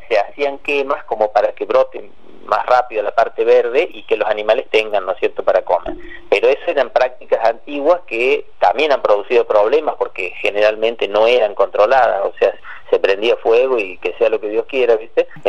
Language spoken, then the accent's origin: Spanish; Córdoba, Argentina; yo soy de Punilla y ya lo he vivido de chico a eso, ¿no? De ver esa corona de fuego sobre la sierra, porque yo vivía ahí en la falda, cerca de pegadito a la sierra